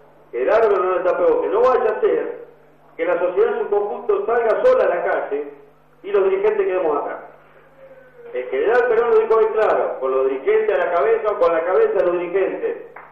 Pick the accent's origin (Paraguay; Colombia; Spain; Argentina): Argentina; Rosario, Santa Fe; nosotros venimos de Rosario y somos tristemente hoy por los índices